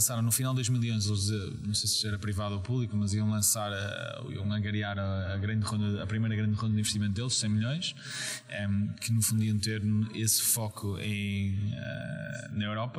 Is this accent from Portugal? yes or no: yes; Porto, Portugal; moved away as an adult; also born or lived in England; now in Lisbon, Portugal; Português, origem, eu nasci no Porto, vim para Lisboa, neste caso, há cerca de 5 anos atrás. Os primeiros 18 anos passei no Porto, entretanto depois fui fazer licenciatura em Inglaterra